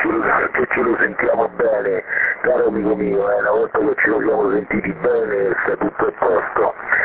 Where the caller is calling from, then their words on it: Rome, Lazio, Italy; Io mi sono a Roma centro, vicino a Plessio di Spagna.